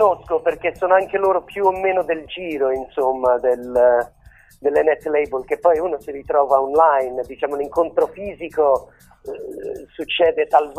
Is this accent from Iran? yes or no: no; England, United Kingdom; Italian is a second language; now in Rome, Italy; io sono inglese in verità, però in questo momento vivo a Roma.